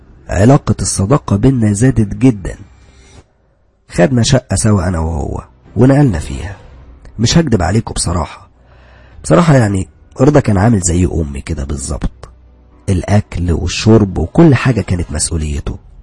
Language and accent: Arabic; Alexandria, Alexandria Governorate, Egypt; انا من اسكندرية، بس كنت بدرس في طنطا،